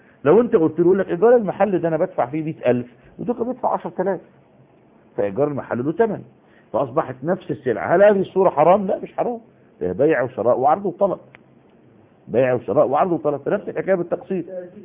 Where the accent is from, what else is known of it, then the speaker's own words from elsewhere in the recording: Egypt; احنا دلوقتي يعني على سبيل المثال عندنا في مصر حتة اسمها وسط البلد، وفي حتة اسمها العتبة.